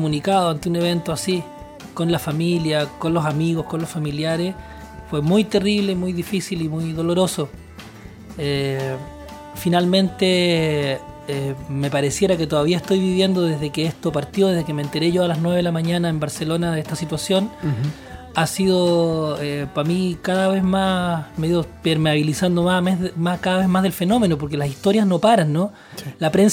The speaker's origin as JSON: {"language": "Spanish", "country": "Chile", "said": "lo que ha significado este fenómeno para nosotros como chilenos"}